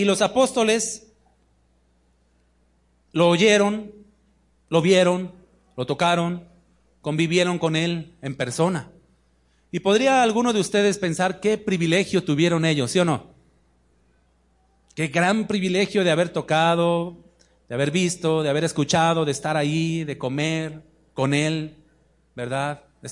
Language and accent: Spanish; Mexico City, Mexico; Yo vengo de la Ciudad de México. Allá los trayectos son cortos en distancia, pero son largos en tiempo por el tráfico